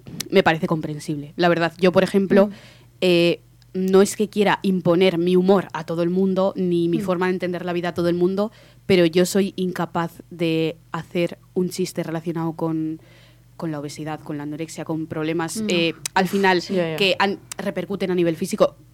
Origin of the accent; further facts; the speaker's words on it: Zaragoza, Aragon, Spain; yo soy maña, ¿vale? Yo nací en Zaragoza, pongo contexto.